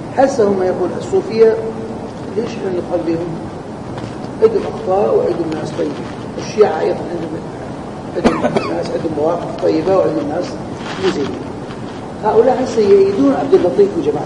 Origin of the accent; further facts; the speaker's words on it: Kurdistan Region, Iraq; مثل عندنا في كردستان صار عندهم هذا الشيء رأسا فتح عليهم